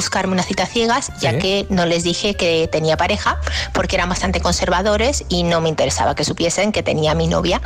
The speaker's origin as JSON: {"language": "Spanish", "town": "Valencia", "region": "Valencian Community", "country": "Spain", "said": "de Valencia."}